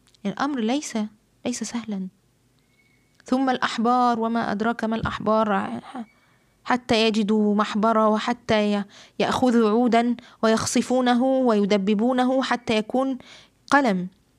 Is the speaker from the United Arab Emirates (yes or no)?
no; Egypt; وطبعا البردعة عندنا في مصر بتكون إيه جلد